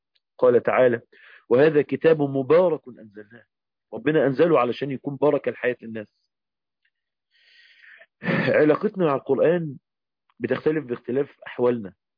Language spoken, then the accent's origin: Arabic; Egypt; زي ما بنقول عندنا في مصر، الأرض دي تموت.